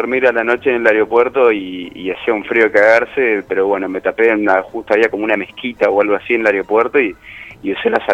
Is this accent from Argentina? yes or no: yes; Argentina; ¿Vos que sos francés, sos italiano, de dónde sos? No, soy de Argentina.